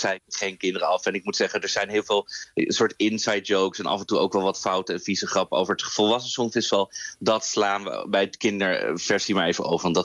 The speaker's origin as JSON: {"language": "Dutch", "country": "Netherlands", "said": "En ja, als Nederlanders mogen we op onszelf stemmen vanaf vanavond 8 uur."}